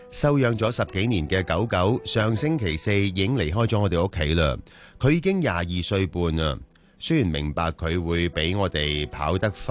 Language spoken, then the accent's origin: Cantonese; Hong Kong; 知道我系香港人之后咧